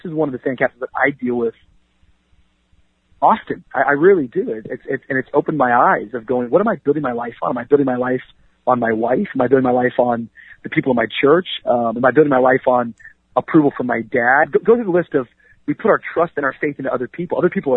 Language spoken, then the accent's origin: English; Miami, Florida, United States; also born or lived in Tacoma; me growing up in Tacoma, me growing up in Miami, that's kind of where all my formative years happened. I, you know, elementary and junior high was in Washington, and then high school and up until now I've been in Miami.